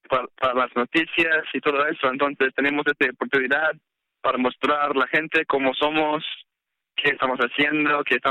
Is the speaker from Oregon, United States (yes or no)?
no; San Buenaventura, California, United States; Yo soy de un poco más norte que usted, soy de San Buenaventura, California.